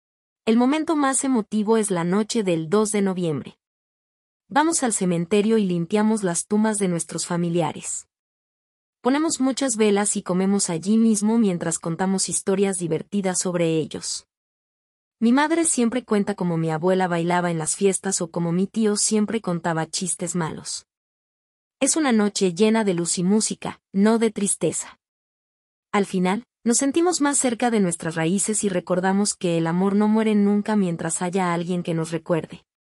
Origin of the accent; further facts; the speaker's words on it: Mexico; En mi país, México, celebramos el Día de los Muertos